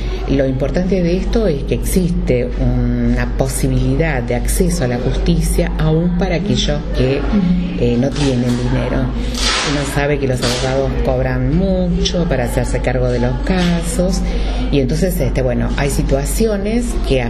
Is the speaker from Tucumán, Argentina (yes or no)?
no; José C. Paz, Buenos Aires Province, Argentina; Y la gente de José C. Paz siempre apoyó la lucha. Entonces para mí es una manera de devolverle a mi pueblo que me apoyó